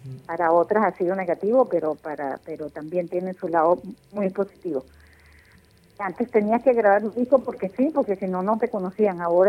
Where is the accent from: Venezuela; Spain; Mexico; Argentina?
Venezuela; los venezolanos somos venezolanos todos